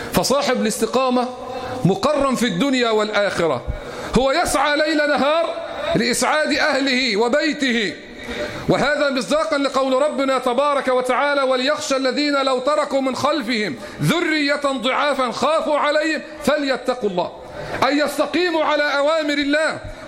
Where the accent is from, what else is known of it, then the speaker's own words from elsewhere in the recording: Egypt; اللهم احفظ بلدنا مصر